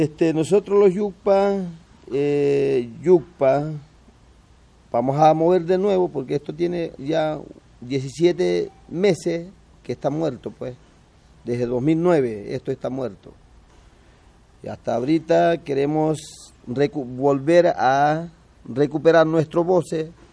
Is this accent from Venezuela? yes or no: yes; Zulia, Venezuela; de la Sierra Perijá, de aquí de Zulia. Yo soy de Zulia. Nosotros pertenecemos a Zulia y somos de la Sierra Perijá